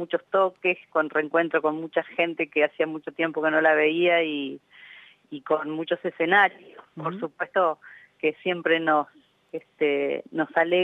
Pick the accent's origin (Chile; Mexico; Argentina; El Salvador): Argentina; Entre Ríos; also born or lived in Campana; Entrerriana, nacida en Campana, sí.